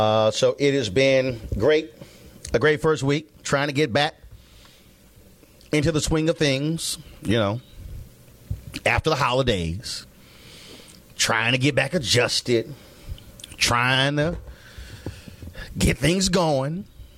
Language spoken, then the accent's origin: English; Houston, Texas, United States; I'm born and raised in Houston, Texas. And so I grew up an Oilers fan.